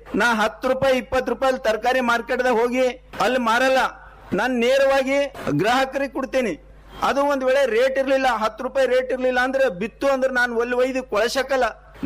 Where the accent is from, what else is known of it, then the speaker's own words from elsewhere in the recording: Haleprága, Karnataka, India; ನಮ್ಮ ಊರು ಹಾಲೆಪ್ರಗಾ ಗ್ರಾಮ. ಹಾಲೆಪ್ರಗಾ ಗ್ರಾಮ ಬೀದರ್ ಡಿಸ್ಟಿಕ್ ನಲ್ಲಿ